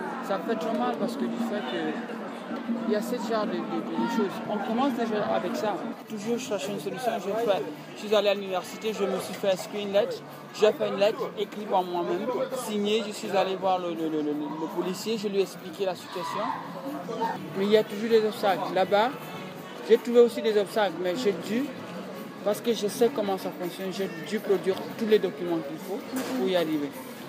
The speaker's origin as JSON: {"language": "French", "country": "Italy", "second_language": "French", "said": "Les gens me traitent comme si je suis européen, je suis italien, ok. Mais moi je me sens africain."}